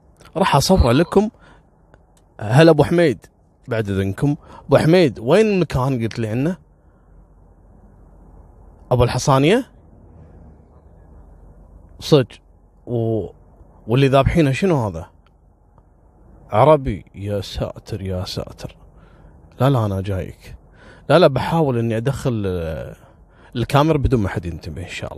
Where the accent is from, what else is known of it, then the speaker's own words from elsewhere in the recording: Kuwait; المصيبة ان السالفة حصلت في أشهر المطاعم اللي موجودة عندنا في الكويت